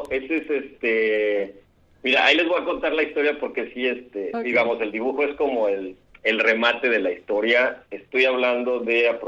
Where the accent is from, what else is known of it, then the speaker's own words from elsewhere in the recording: Tabasco, Mexico; also born or lived in Mexico City; now in Mérida, Mexico; Nací en la Ciudad de México, aunque nunca viví allá, pero creo que he ido todos los años de mi vida. Viví la mitad de mi vida en Tabasco y luego me autoexilié aquí a Yucatán, donde estudié.